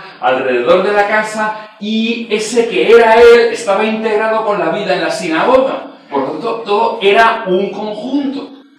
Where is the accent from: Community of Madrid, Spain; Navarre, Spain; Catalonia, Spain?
Catalonia, Spain; Premià de Mar; nací cerquita de Barcelona, en Premià de Mar. Eso está 20 kilómetros al norte de Barcelona, un pueblo de unos 30.000 habitantes, más o menos. Siempre he vivido ahí, soy pastor de la iglesia allí. Me casé con una chica del pueblo también